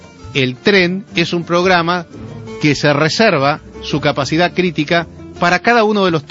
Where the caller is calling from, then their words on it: Florencio Varela, Buenos Aires Province, Argentina; de Florencio Varela.